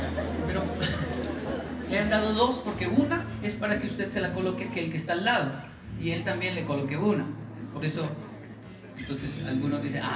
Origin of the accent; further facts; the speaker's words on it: Colombia; una frase con la cual yo crecí y me amenazaron en Colombia.